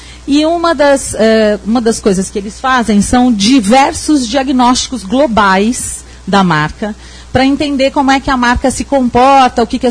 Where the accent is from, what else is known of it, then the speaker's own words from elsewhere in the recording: São Paulo, Brazil; Pelo meu sotaque, vocês já devem ter percebido que eu não sou daqui, né? Sou estrangeira, sou de São Paulo.